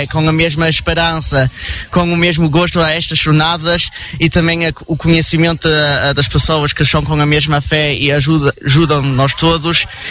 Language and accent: Portuguese; Aachen, North Rhine-Westphalia, Germany; nós viemos da Diocese de Aachen com mais ou menos de 50 jovens